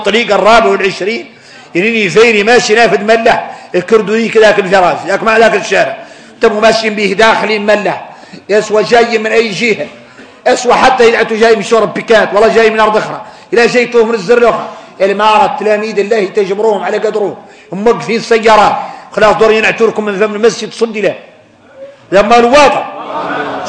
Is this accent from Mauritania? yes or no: yes; Mauritania; احنا عندنا موريتاني